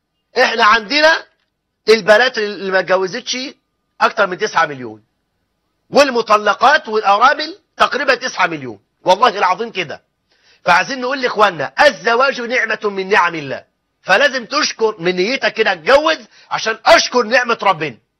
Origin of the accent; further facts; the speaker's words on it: Egypt; وان يجعل بلدنا مصر امنا امانا